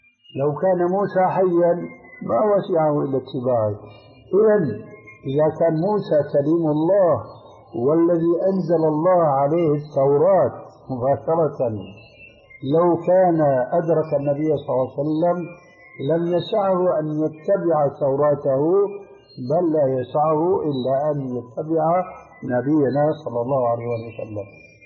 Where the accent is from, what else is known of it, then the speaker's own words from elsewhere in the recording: Syria; وبيقولوا في بعض العبارات التي مع الأسف تلقفها بعض العامة عندنا في سوريا